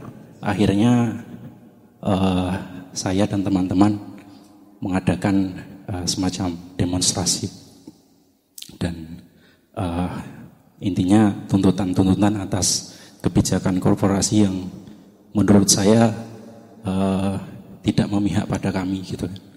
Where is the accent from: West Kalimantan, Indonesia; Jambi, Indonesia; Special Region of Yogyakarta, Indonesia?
Special Region of Yogyakarta, Indonesia; Bantul; now in Sleman, Indonesia; saya dari Bantul, tapi kebetulan domisili di Sleman.